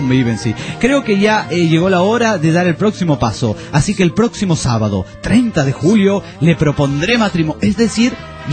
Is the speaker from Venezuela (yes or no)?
no; Tarija, Bolivia; Del barrio Torrecillas, que es un barrio que son todas torrecillas pequeñas.